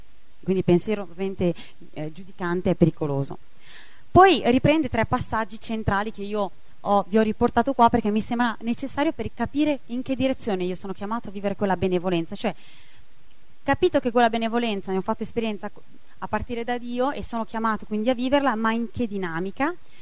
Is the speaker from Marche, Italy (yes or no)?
no; Milan, Lombardy, Italy; io parlo perché vengo da Milano, non lo vedo mai il sole, no?